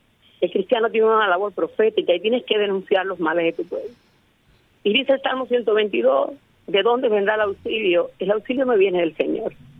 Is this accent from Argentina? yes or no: no; Cuba; yo confío en que en mi país las personas empiecen a sentir qué cosa es misericordia y empiecen a quererse un poco más cubanos con cubanos